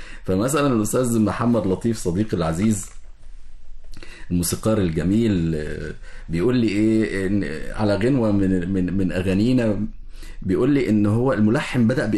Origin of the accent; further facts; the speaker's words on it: Egypt; وفي أحضاننا كمصريين